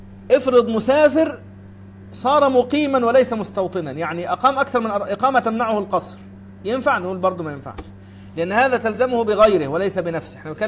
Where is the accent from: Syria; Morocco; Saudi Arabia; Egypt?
Egypt; Sohag Governorate; انا اذكر اني مرة سافرت الى قريتي في صعيد مصر، في سوهاج، طبعا من القاهرة إلى سوهاج مسافة كبيرة